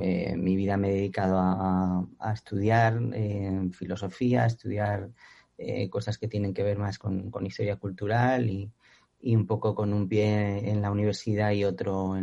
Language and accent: Spanish; northern Spain, Spain; moved away as an adult; now in New York, United States; Soy del norte de España, llevo también bastante tiempo en Nueva York, casi 20 años.